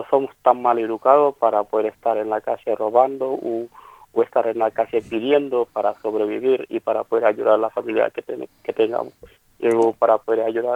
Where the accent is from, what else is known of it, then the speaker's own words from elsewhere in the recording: Senegal; now in Argentina; a nosotros, la comunidad senegalesa, estamos igual como los bolivianos, los colombianos o los venezolanos, que son del Mercosur, que una vez que están acá en Argentina